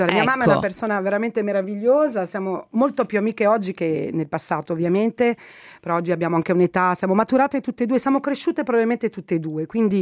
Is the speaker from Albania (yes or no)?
no; Egypt; now in Italy; Io posso parlare molto bene del mio paese perché lo conosco bene, e anche i dati, insomma, degli egiziani in Italia